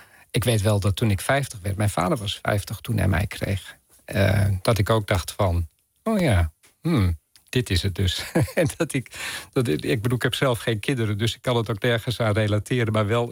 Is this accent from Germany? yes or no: no; Groningen, Netherlands; Ik groeide zelf op in Groningen